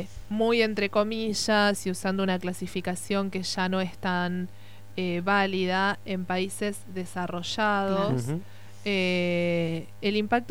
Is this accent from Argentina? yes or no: yes; Argentina; Pero somos argentinos.